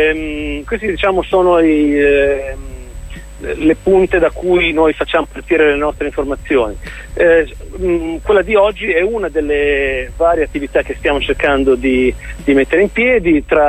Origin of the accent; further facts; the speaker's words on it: Genoa, Liguria, Italy; now in Rome, Italy; perché ormai io abito a Roma, anche se sono genovese, ma abito dall'88 qui a Roma